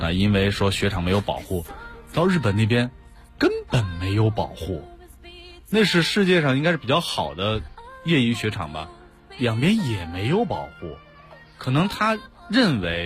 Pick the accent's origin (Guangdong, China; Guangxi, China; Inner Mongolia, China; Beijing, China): Inner Mongolia, China; 因为从小在内蒙长大，那时候学习大雪封山的啊，但是没玩过运动